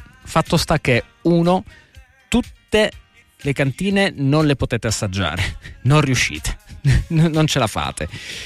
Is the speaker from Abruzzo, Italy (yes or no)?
yes; Teramo, Abruzzo, Italy; io sono abruzzese, sono di Teramo per la precisione